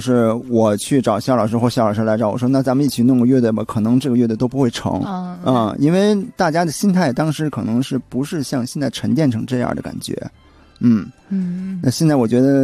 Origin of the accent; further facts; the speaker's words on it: Tianjin, China; 啊，我是天津人。